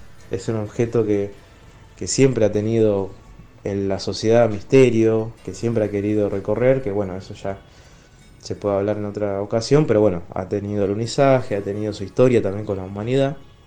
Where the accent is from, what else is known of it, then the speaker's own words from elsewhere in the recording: Rosario, Santa Fe, Argentina; Hola Dani, hola Diego, hola a toda la audiencia. … de Rosario.